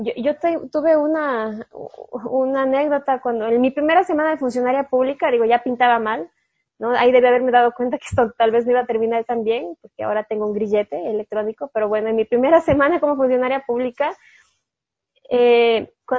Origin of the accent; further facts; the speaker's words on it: Cuenca, Azuay, Ecuador; yo crecí como católica, muy católica, soy cuencana